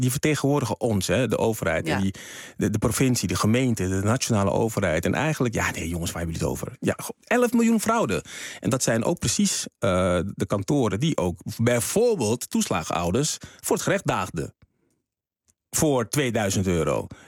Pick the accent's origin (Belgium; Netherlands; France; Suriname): Suriname; born there; En dat is het land waar ik geboren ben.